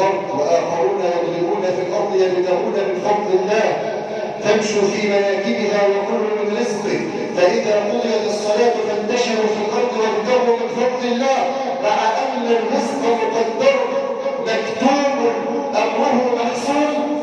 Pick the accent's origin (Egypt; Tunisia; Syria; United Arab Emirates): Egypt; اجعل بلادنا مصر آمنة مطمئنة، سخاء رخاء، وسائر بلاد